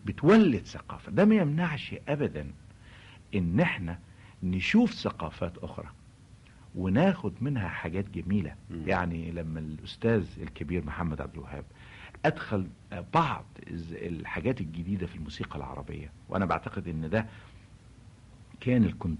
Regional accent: Egypt; انا النهارده كمصري اتربيت في مصر وعشت في مصر وتمتعت بالثقافه المصريه والثقافه العربيه،

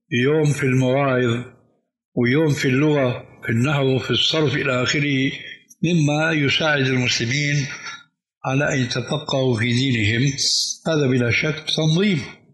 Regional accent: Syria; كما يقولون عندنا في الشام بدها زكتاف

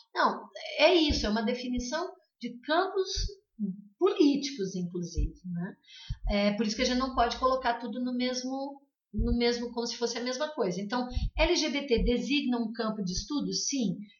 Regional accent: Santa Catarina, Brazil; Eu sou de Santa Catarina, é um estado muito pequeno. A minha cidade é uma cidade considerada de médio porte.

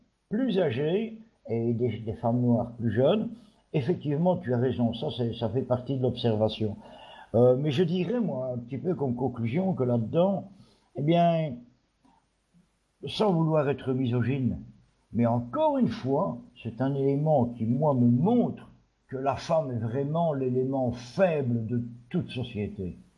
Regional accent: Belgium; comme je suis belge, que j'habite un pays à forte densité de population, où l'agriculture a, pour ainsi dire, disparu

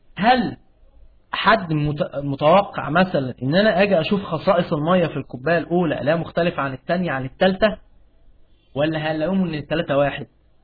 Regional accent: Egypt; عندنا في مصر اللي هو مطران دمياط

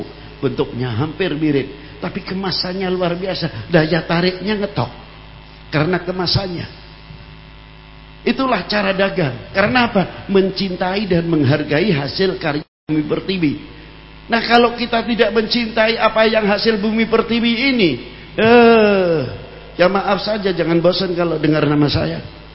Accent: Indonesia; Karena saya adalah orang Indonesia, saya adalah bangsa Indonesia

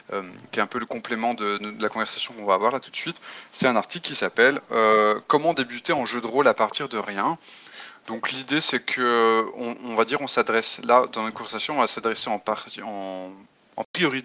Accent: France; je suis français et je suis essentiellement auteur de jeux de rôle.

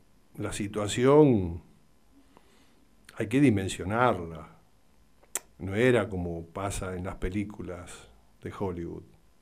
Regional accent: Argentina; todos nos respetamos como ciudadanos, como argentinos.

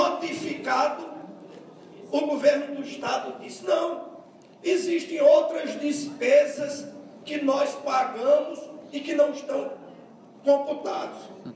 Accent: Princesa Isabel, Paraíba, Brazil; O Hospital Princesa Isabel, minha cidade natal

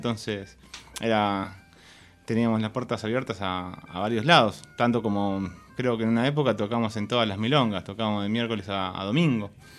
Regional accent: La Plata, Buenos Aires Province, Argentina; Sí, de La Plata.

